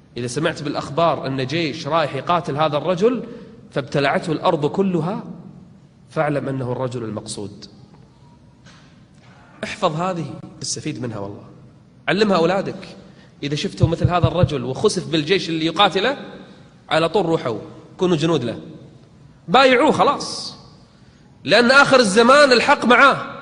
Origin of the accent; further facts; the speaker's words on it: Kuwait; احنا عندنا بالكويت